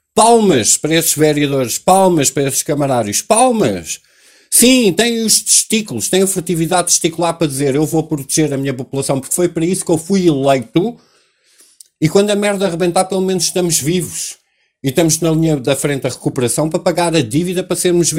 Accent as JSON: {"language": "Portuguese", "country": "Portugal", "said": "eu sou português"}